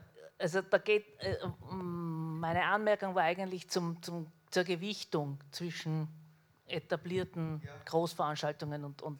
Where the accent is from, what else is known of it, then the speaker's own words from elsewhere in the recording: Salzburg, Austria; Als Salzburgerin ursprünglich sind mir da Parallelen aufgefallen